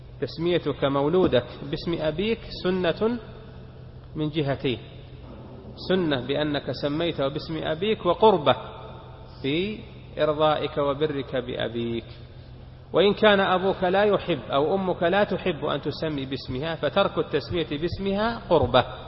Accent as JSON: {"language": "Arabic", "country": "Saudi Arabia", "said": "وفي بلادنا المملكة العربية السعودية"}